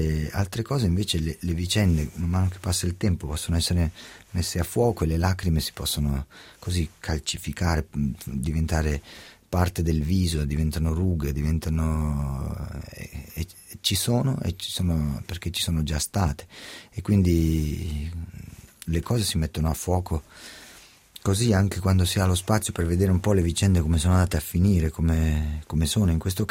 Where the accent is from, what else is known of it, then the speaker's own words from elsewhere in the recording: Scandiano, Emilia-Romagna, Italy; now in Milan, Italy; Io sono cresciuto, sì, a Scandiano, e poi ho fatto le scuole a Modena